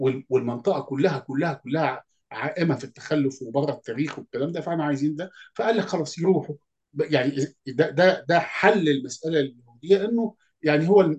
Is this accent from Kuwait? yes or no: no; Egypt; في مصر هل اسرائيل يعني مش مأثرة علينا احنا كمصريين حاليا؟